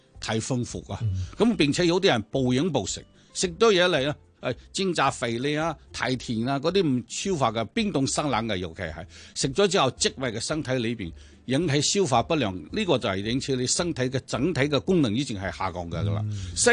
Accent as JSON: {"language": "Cantonese", "country": "Hong Kong"}